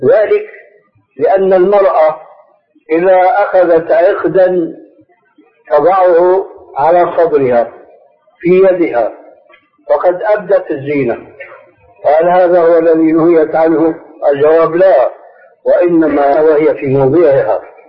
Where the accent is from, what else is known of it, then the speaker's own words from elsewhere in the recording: Syria; moved away as an adult; لأني حديث عهد بهذه البلاد، لكن عندنا في سوريا